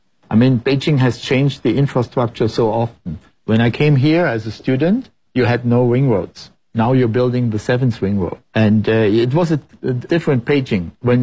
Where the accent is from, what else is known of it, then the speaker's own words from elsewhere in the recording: Frankfurt, Hesse, Germany; English is a second language; we came to an old place where I was growing up in Frankfurt.